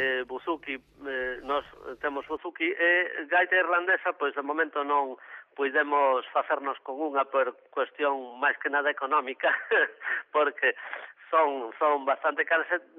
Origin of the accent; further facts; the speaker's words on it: Galicia, Spain; aire galego ten que ser, porque somos galegos nós.